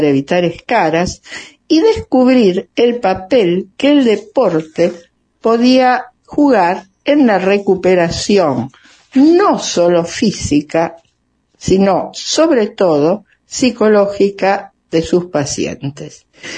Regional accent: Rosario, Santa Fe, Argentina; rosarina, atleta paralímpica en Toronto 1976 y Holanda 1980

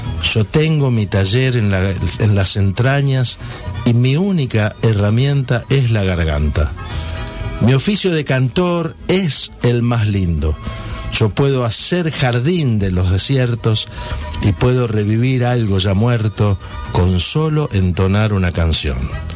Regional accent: Litoral, Argentina; Y allá por mi pueblo, o por mi tierra, en la zona allí del litoral

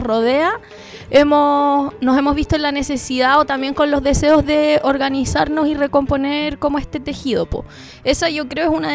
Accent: Santiago, Santiago Metropolitan Region, Chile; now in Punta de Tralca, Chile; yo por mi parte vengo de Santiago, vivo hace 8 años acá en el litoral central, hace 1 en Punta de Tralca, pero antes vivía en Isla Negra, que es al ladito

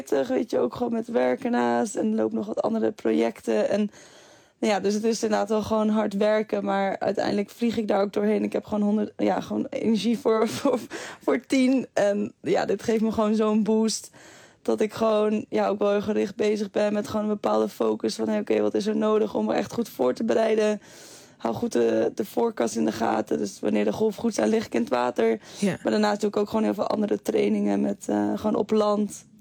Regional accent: Netherlands; Dat merk ik gewoon dat het echt nog wel lastig is hoor, als Nederlandse.

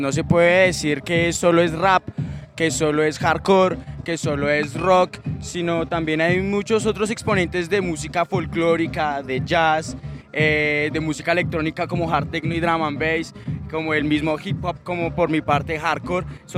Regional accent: Bogotá, Colombia; Sí, todos somos de acá, de Ciudad Bolívar.

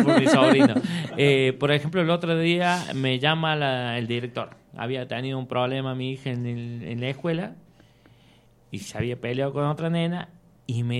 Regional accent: San Javier, Córdoba, Argentina; siempre hemos defendido, queremos más a San Javier que a otra cosa, ¿no es cierto?

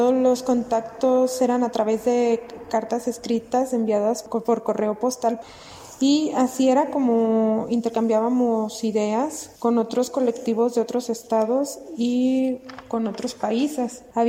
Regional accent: Guadalajara, Jalisco, Mexico; Yo soy de Guadalajara

